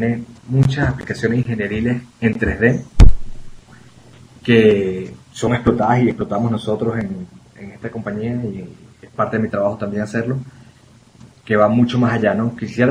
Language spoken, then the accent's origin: Spanish; Venezuela; yo soy venezolano. Y de hecho vengo de una pequeña isla del Caribe venezolana y yo tiendo a hablar muy rápido